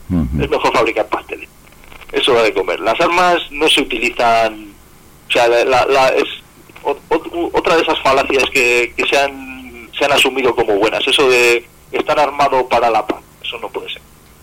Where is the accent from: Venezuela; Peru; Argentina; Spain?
Spain; Palencia, Castile and León; porque en sí yo soy de Palencia